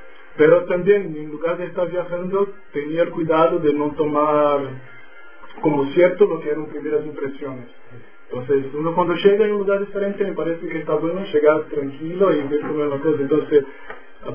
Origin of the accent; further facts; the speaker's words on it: Ilhéus, Bahia, Brazil; Spanish is a second language; Yo soy de Bahía, pero no de Salvador. Soy de un pueblo que se llama Ilhéus, yo nací ahí. Y en mi niñez yo estuve mucho tiempo jugando con plantaciones de cacao.